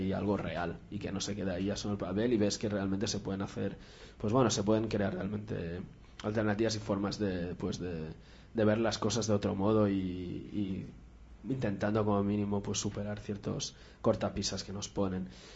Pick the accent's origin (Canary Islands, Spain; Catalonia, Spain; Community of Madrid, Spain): Catalonia, Spain; Barcelona; todos los que al menos somos de Barcelona y ves cómo va cambiando a veces durante los años tu barrio